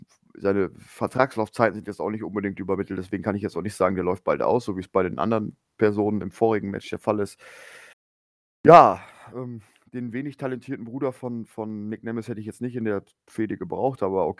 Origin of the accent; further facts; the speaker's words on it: Lower Saxony, Germany; born there; Ich bin ja im Emsland geboren und dementsprechend dem SV Meppen verbunden.